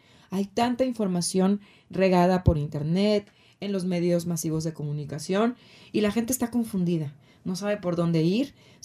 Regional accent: Acapulco, Guerrero, Mexico; Y él vive en Guadalajara, aunque crecimos en Acapulco.

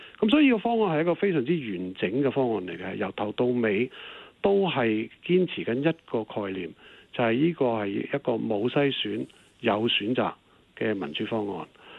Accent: Guangdong, China; 我們說十不離八九，我們廣東人就這麼說

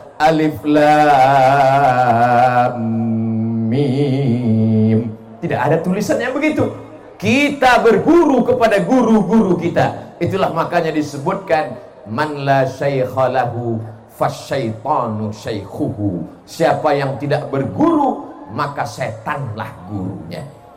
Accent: Riau, Indonesia; Padahal saya orang Melayu, bukan Melayu yang lari itu. Saya ini dari Sumatera, orang Riau, Melayu.

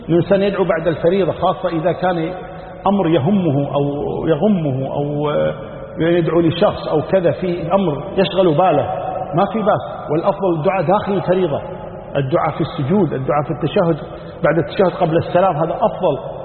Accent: Kuwait; صحيح بعض المساجد عندنا في الكويت هنا يخطبون قبل الزوال

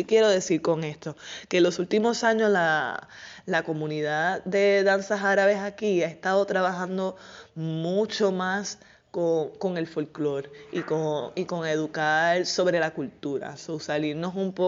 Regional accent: Puerto Rico; eso es algo que yo lo he visto desarrollándose en mi país en los últimos años

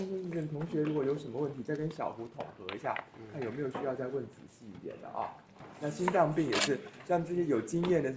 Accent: Taiwan; 我们台湾这边是因为觉得是湿气居在那边嘛

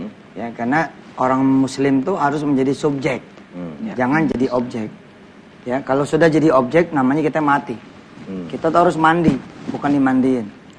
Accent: Jakarta, Indonesia; Kita orang Betawi itu nyebut orang tidur aja tuh kerja.

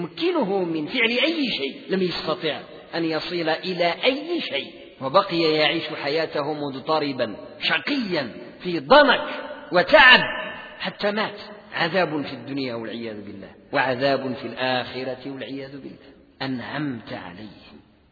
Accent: Morocco; بحال احنا عندنا في المغرب، وحدة غربية وحدة شرقية.

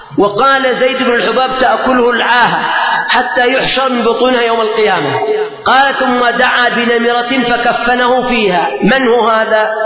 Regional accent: Yemen; لما نحن من اليمن

